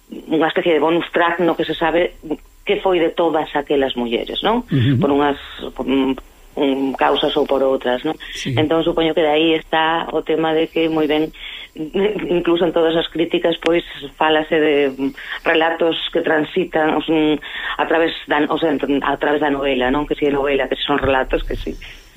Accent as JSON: {"language": "Galician", "town": "Lugo", "region": "Galicia", "country": "Spain", "said": "Eu son de Lugo e son dunha familia moi retranqueira"}